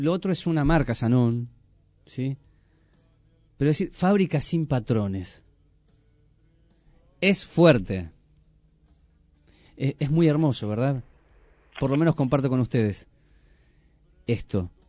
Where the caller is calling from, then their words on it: Gualeguay, Entre Ríos, Argentina; de Gualeguay, soy oyente a través de internet